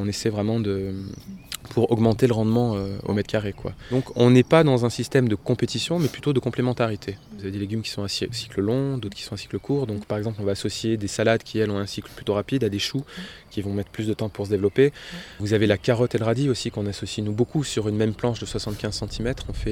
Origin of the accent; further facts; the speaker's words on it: Annonay, Auvergne-Rhône-Alpes, France; Alors, à l'origine, on est d'Annonay, tous d'Annonay.